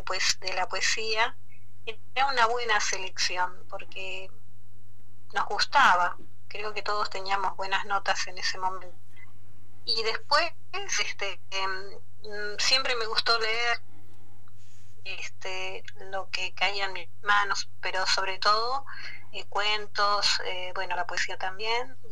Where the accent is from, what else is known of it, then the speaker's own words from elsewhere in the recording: Comodoro Rivadavia, Chubut, Argentina; born there; Y yo nací acá en Comodoro Rivadavia, en Diadema, Argentina, que es un barrio de acá, de Comodoro.